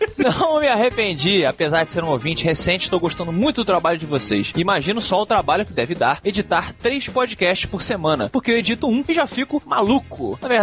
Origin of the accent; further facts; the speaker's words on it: São Paulo, Brazil; E sou de São Paulo.